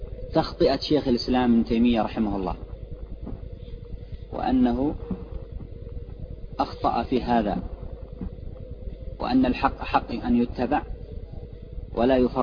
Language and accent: Arabic; Yemen; هذا عندنا في اليمن أو في من هو حولها